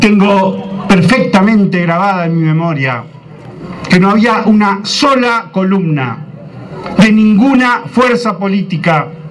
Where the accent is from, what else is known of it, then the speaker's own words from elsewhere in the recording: Santa Fe, Argentina; Yo soy santafesino